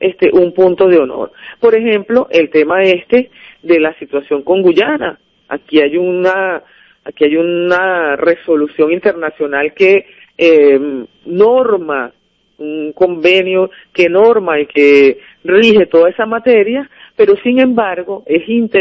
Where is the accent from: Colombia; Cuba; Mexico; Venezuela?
Venezuela; da mucho dolor como venezolano ver a esta clase política decadente